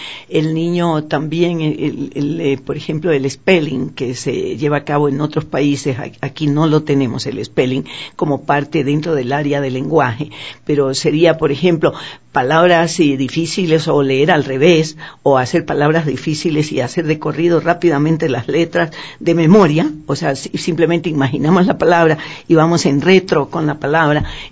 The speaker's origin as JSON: {"language": "Spanish", "country": "Ecuador", "said": "Para nosotros como ecuatorianos, sí, decimos Mensa"}